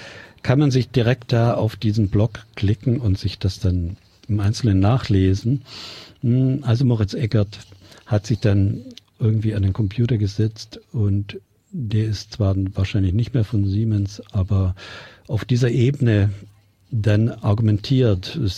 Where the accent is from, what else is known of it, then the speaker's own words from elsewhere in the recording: Bavaria, Germany; ich komme sogar aus Bayern